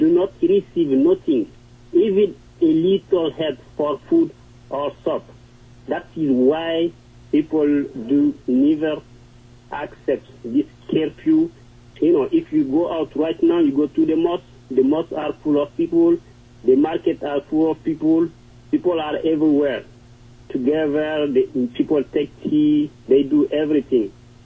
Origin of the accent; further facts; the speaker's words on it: Bamako, Mali; from Bamako in Mali.